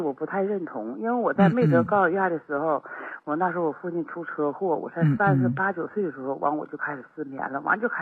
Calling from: Shenyang, Liaoning, China; 哎，我是沈阳市的朋友。

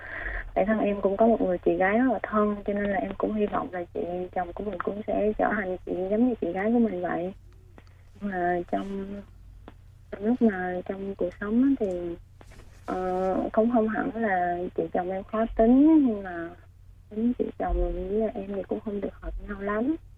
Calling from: Ho Chi Minh City, Vietnam; Dạ, em đang gọi tới từ thành phố Hồ Chí Minh ạ.

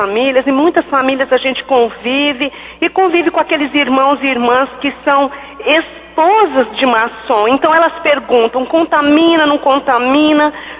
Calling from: Maringá, Paraná, Brazil; Sou aqui de Maringá

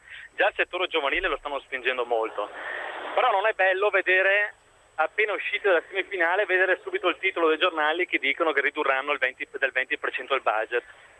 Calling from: Treviso, Veneto, Italy; Siamo da Treviso

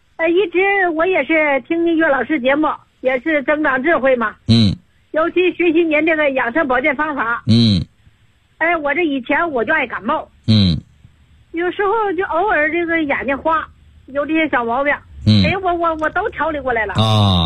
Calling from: Guizhou, China; 我是贵州的学员，

